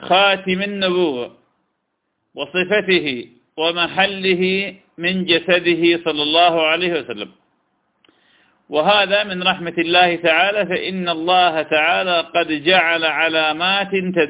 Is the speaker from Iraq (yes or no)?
yes; Iraq; طير الحجل طير جميل كنا نصطاده في بلادنا العراق